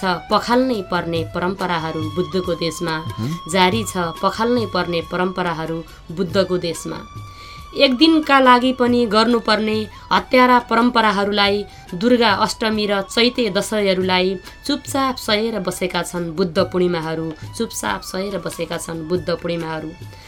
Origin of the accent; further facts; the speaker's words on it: Bachha, Gandaki Province, Nepal; born there; now in Chitwan, Nepal; मेरो जन्म पर्वत जिल्ला बाछामा भएको हो र मेरो कर्मघर चाहिँ अहिले चितवनमा छ।